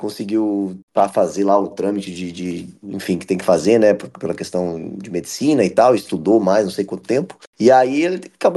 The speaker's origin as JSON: {"language": "Portuguese", "town": "Campinas", "region": "São Paulo", "country": "Brazil", "tie": "born or raised there", "said": "Aí foi quando eu nasci. E aí, enfim, eu cresci, me formei em Campinas."}